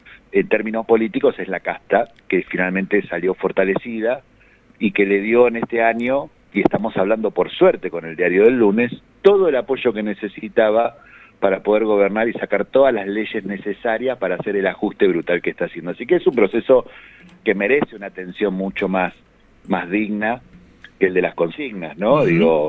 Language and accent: Spanish; Argentina; como muchos argentinos, la pasamos muy mal con 200 puntos de inflación teniendo trabajo.